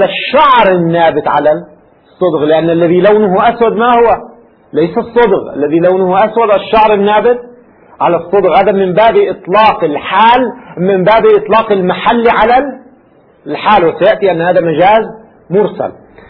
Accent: Lebanon; في العامية عندنا في لبنان يستعمل في الفترة الأخيرة مثل من هذا القبيل

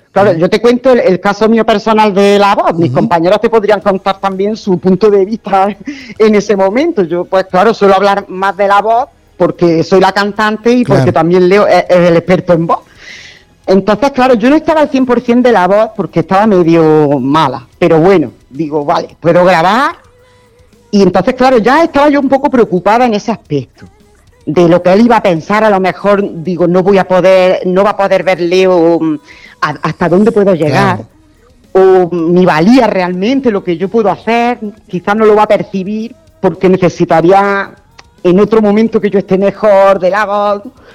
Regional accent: Granada, Andalusia, Spain; todos menos Antonio, somos del Saedin. Que es un barrio de Granada, un barrio de trabajadores

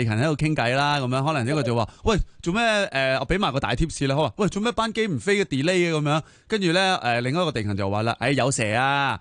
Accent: Hong Kong; 我哋香港人

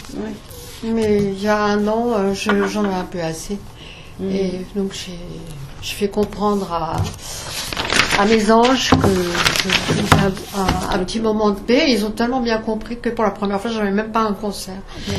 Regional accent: Grand Est, France; accent: Alsatian; Bon, avec notre accent alsacien, hein.

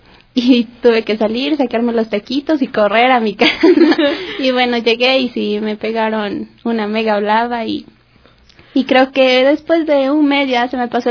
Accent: Quito, Pichincha, Ecuador; todos los que somos de acá de Quito

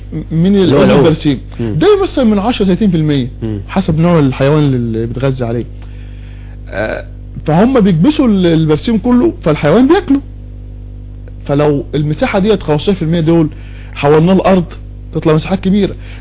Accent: Egypt; اللي عندنا في مصر

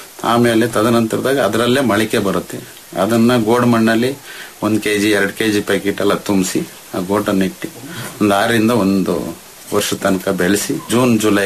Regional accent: Karnataka, India; ನಮ್ಮಲ್ಲಿ ನಮ್ಮ ಕರೂರು ತಾಲೂಕು ನಮ್ಮ ಗ್ರಾಮದಲ್ಲಿ ಏನಾಗಿದೆ ಸರ್ ಅಂದ್ರೆ, ನಾವು 150 ಅಡಿ ಬೋರ್ವೆಲ್ ಹಾಕ್ಸ್ತಿದ್ವು

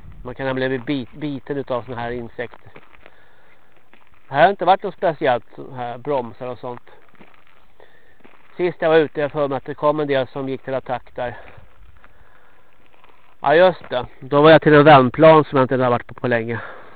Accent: Stockholm, Stockholm County, Sweden; accent: Standard Swedish; Jag är ju en stockholmare. Men jag bor i alla fall bosatt i Dalarna. Men jag är absolut inte någon dalmas ursprungligen. Och jag är alltså från Stockholm. Talar i rikssvenska.

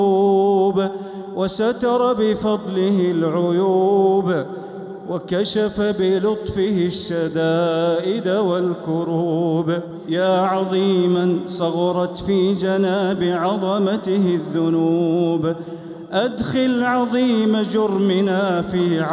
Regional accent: Saudi Arabia; اللهم احفظ بلادنا المملكة العربية السعودية

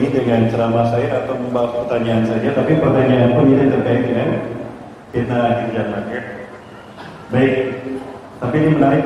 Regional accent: Bandung, West Java, Indonesia; Saya dari Bandung, Al-Bandungi.

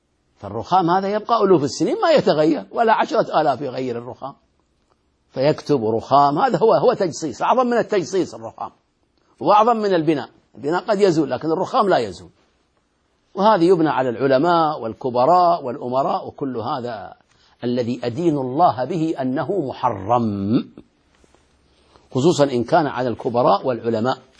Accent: Al-Ahsa, Eastern Province, Saudi Arabia; والحمد لله بلادنا الأحساء خالية منها

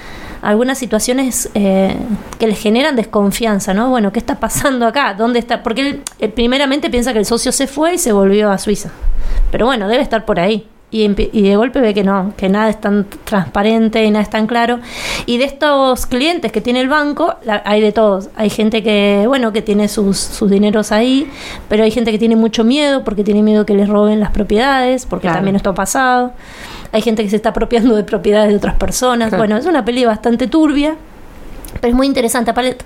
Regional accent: Argentina; Siendo argentinos, tal vez tal en otros países.

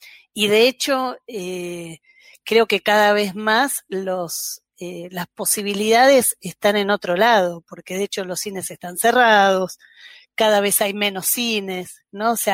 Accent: Buenos Aires, Argentina; yo soy de Buenos Aires, ahí el campo del cine era mucho más extenso

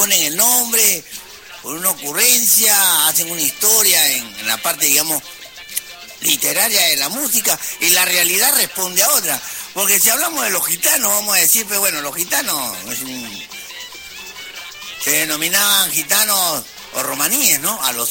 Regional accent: Peru; nosotros somos peruanos, en nuestra música criolla peruana

